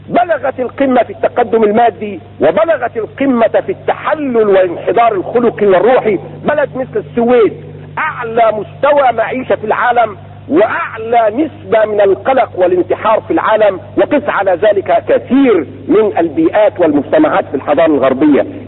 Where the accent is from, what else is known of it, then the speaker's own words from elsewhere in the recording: Cairo, Cairo Governorate, Egypt; آخر ما صنعوا عندنا في القاهرة